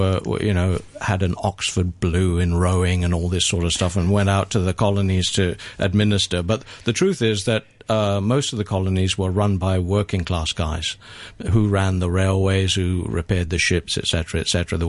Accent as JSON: {"language": "English", "country": "Hong Kong", "tie": "born or raised there"}